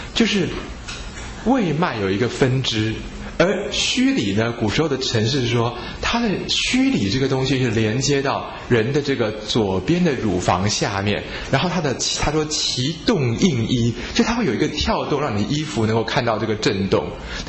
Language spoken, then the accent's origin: Chinese; China; 我们中国人治病好奇怪啊，都是要固到脾胃之气